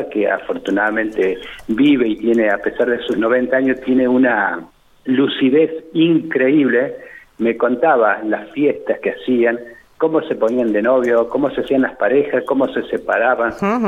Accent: Victorica, La Pampa, Argentina; now in Santa Rosa, Argentina; Victorica, que es mi pueblo natal, yo viví hasta los 18 años en Victorica, luego me instalé en Santa Rosa

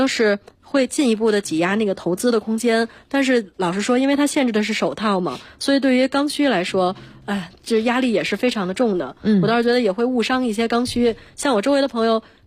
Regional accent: Beijing, China; 因为我是北京人嘛，就不需要租房

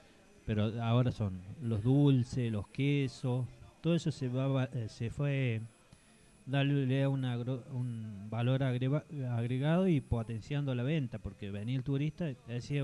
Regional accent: Villa Dolores, Córdoba, Argentina; yo vengo de Córdoba, de más bien de Villa Dolores, 30 kilómetros hacia el norte, yendo a Chancaní, donde son rurales, donde se hace producción caprina y, bueno, vacuno.

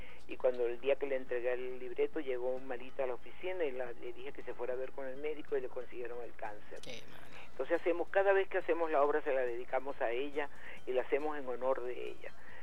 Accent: Río Caribe, Sucre, Venezuela; Y en lo amateur, desde los 6 años en mi pueblo Río Caribe, pues haciendo lo que se llama ahora teatro de calle.

